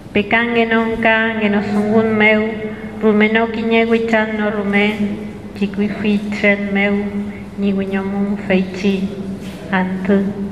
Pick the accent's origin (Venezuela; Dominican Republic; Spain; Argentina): Argentina; Comodoro Rivadavia, Chubut; soy de Comodoro Rivadavia, de la Patagonia, y soy del pueblo mapuche.